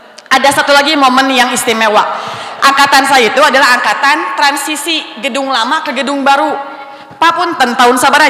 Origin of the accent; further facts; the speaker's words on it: Cipari, Central Java, Indonesia; saya itu merasa bahwa saya dibesarkan di Cipari, dididik di Cipari